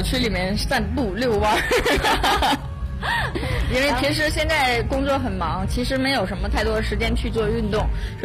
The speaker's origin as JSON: {"language": "Chinese", "town": "Benxi", "region": "Liaoning", "country": "China", "tie": "born there", "said": "我是出生在辽宁本溪，本身就是一个山区，然后在北京呢其实大部分都是平原，那么来到了房山"}